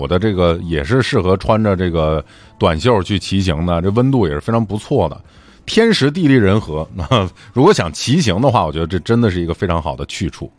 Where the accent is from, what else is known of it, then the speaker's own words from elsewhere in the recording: Northeast China, China; 那我就是东北人。